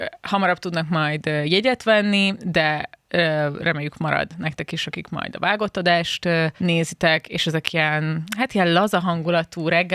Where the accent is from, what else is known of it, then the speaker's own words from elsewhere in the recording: Szeged, Csongrád-Csanád, Hungary; born there; Na, hát szülővárosom, úgyhogy csodálatos lesz.